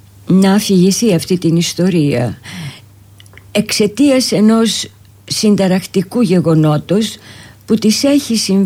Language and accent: Greek; Nea Smyrni, Attica, Greece; born there; Και ήρθα πάλι στην Αθήνα που ουσιαστικά είναι ο γενέθλιος τόπος μου. Εδώ γεννήθηκα και μάλιστα στη Νέα Σμύρνη